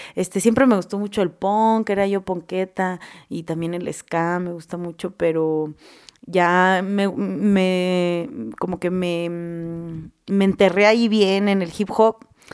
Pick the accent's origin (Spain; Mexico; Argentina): Mexico; Guanajuato; yo soy de Guanajuato, Guanajuato. Yo nací ahí enfrente del mercado, al lado de los tacos del Paisa, en el sanatorio del Sagrado Corazón con el doctor Cisneros. Mi familia, pues somos de Guanajuato, de Guerrero